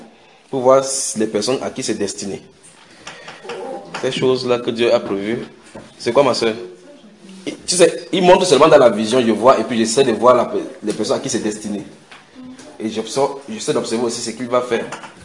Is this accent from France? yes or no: no; Cameroon; Chez nous au Cameroun, chaque fois on travaille, on voit, on dit, c'est dans l'obscurité